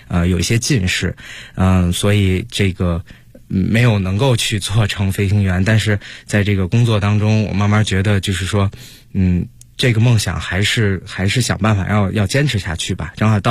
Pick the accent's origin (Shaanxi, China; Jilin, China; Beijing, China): Beijing, China; 我是一个土生土长的北京男孩，这个在国外留学的时候呢